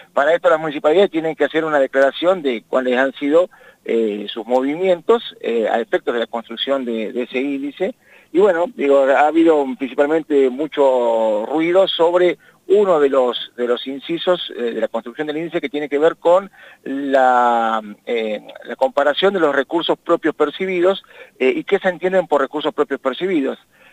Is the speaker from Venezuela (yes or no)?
no; Argentina; somos así, somos argentinos.